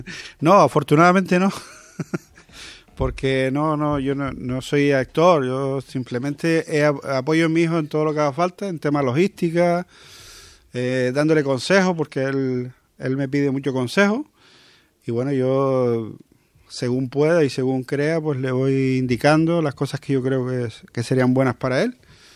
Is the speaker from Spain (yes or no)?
yes; Maspalomas, Canary Islands, Spain; yo, pues, soy de Maspalomas, Gran Canaria también.